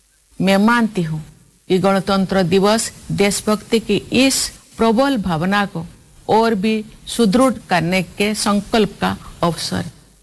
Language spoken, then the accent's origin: Hindi; India; प्यारे देशवासियों, ये हमारा सौभाग्य है कि हम भारत भूमि के निवासी हैं।